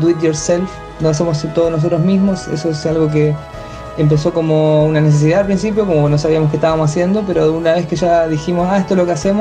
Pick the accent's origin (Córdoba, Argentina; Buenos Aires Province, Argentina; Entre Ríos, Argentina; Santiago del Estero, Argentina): Buenos Aires Province, Argentina; La Plata; Yo soy de Argentina, de La Plata.